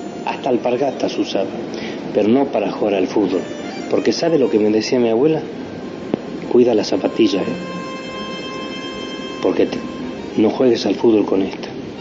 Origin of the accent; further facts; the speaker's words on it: San Miguel de Tucumán, Tucumán, Argentina; Nací en San Miguel de Tucumán un 23 de agosto del año 1941.